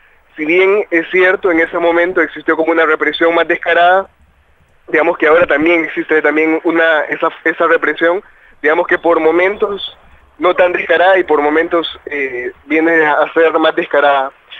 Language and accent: Spanish; Honduras; nosotros, como hondureños y como parte de movimientos sociales de Honduras